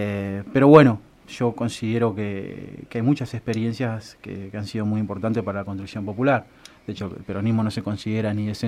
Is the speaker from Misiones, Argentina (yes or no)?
no; Santa Rosa, La Pampa, Argentina; Yo soy de acá, de Santa Rosa, sí.